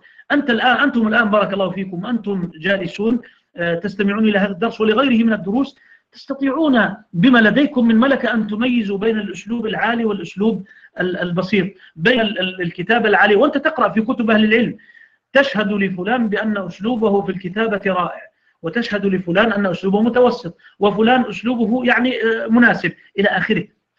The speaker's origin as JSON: {"language": "Arabic", "country": "Egypt", "said": "عندنا في مصر يقولون مثل"}